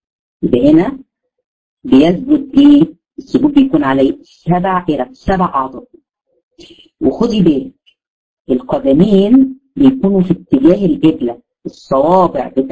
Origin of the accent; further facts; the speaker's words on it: Egypt; او اللي عندنا في مصر الصعايده